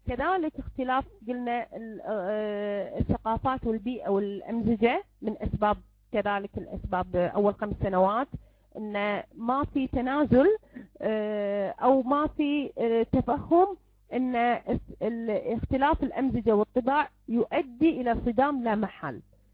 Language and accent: Arabic; Kuwait; إحنا عندنا بالكويت نقول يعني نكويها في هذا